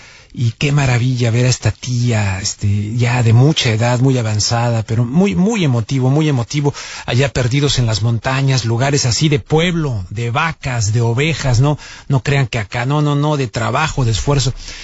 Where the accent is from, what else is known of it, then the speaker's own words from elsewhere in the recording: Mexico; No soy español, soy mexicano